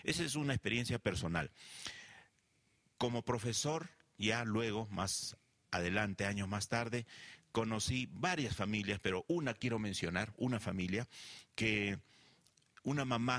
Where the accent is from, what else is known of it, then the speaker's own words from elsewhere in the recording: Peru; Yo vengo del Perú